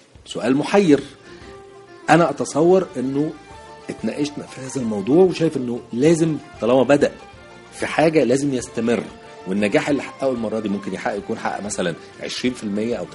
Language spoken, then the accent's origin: Arabic; Egypt; إحنا عندنا في مصر صناعية كبار على فكرة